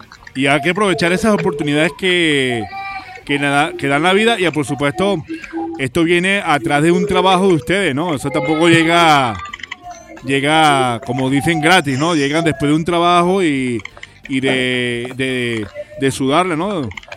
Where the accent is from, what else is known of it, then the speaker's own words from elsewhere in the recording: Barquisimeto, Lara, Venezuela; para mí, como guaro que soy, pues es un placer hablar con una banda de mi tierra y que es representante del ska venezolano y del ska barquisimetano